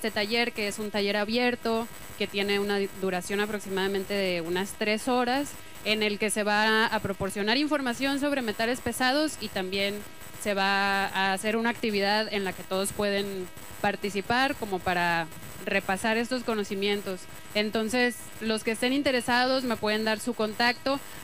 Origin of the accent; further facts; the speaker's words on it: Hermosillo, Sonora, Mexico; vengo de Hermosillo.